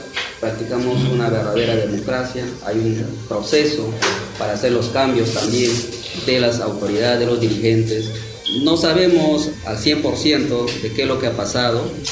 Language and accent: Spanish; Peru; somos peruanos tan igual como todos que estamos aquí.